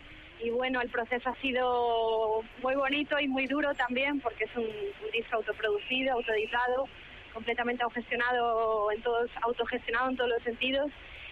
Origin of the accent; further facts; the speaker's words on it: Galicia, Spain; la música tradicional gallega, que es de mi raíz, es de donde yo vengo